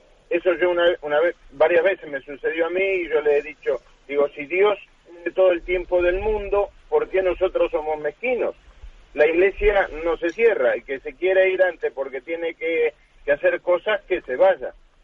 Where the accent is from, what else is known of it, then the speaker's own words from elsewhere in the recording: Málaga, Andalusia, Spain; soy de Málaga.